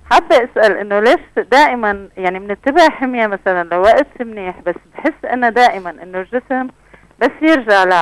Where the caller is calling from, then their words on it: Damascus, Damascus Governorate, Syria; والله أنا عم بحكي من الشام